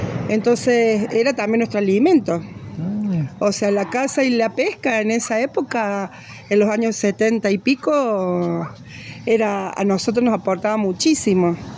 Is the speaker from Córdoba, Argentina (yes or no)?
yes; Villa Giardino, Córdoba, Argentina; born there; yo nací acá en Villa Yagardino